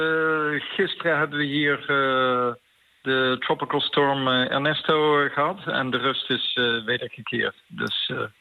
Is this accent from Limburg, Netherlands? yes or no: no; North Brabant, Netherlands; ik ben echt een Brabander uit het zuiden van Nederland.